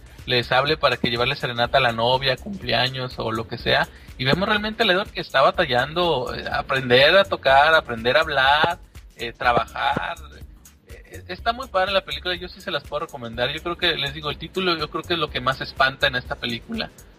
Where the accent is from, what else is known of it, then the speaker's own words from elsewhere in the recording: Mexico; canciones que pues nosotros como mexicanos conocemos súper bien